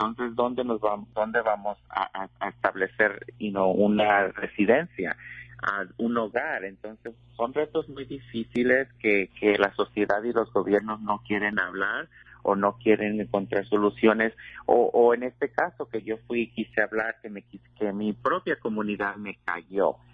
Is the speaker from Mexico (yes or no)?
yes; Mexico; moved away; yo he estado involucrada en mi comunidad desde que me vine de México. Hace ya pues más de 15 años, ¿verdad? Cuando vine a este país